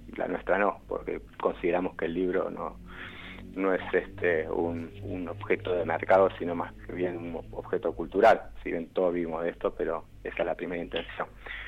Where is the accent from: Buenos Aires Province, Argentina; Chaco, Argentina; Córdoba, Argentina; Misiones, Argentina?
Buenos Aires Province, Argentina; Yo nací en Capital Federal, uh-huh. Pero más que nada me crié en el oeste, el conurbano bonaerense. Y ahora, bueno, volví a la capital, pero si me preguntan, digamos, soy del oeste.